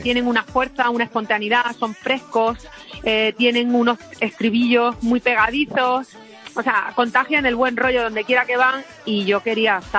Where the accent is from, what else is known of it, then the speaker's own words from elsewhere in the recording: Valencia de Alcántara, Extremadura, Spain; mi pueblo, en Valencia de Alcántara.